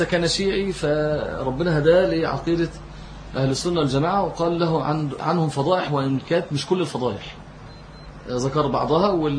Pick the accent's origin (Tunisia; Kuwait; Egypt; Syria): Egypt; يعني إحنا عندنا في مصر